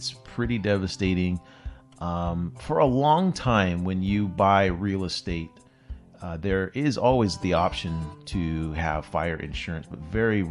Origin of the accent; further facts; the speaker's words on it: California, United States; I'm from California